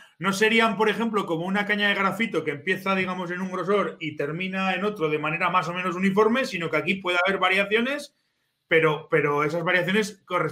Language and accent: Spanish; Zaragoza, Aragon, Spain; yo soy de Zaragoza, pero me voy siempre que puedo, me escapo para arriba.